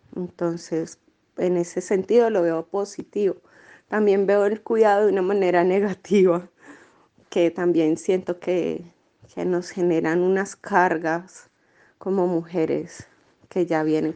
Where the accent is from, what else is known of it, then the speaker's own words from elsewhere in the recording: Colombia; moved away as an adult; also born or lived in Buenos Aires; tengo 35 años. Soy colombiana. En Colombia me gradué de trabajo social y acá llegué hace 3 años. Y antes de vivir acá, viví 5 años en Buenos Aires.